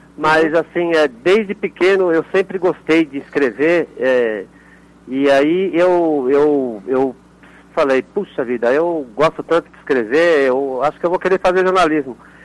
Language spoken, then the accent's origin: Portuguese; São Paulo, Brazil; Eu nasci e fui criado na Zona Leste de São Paulo, num bairro pobre.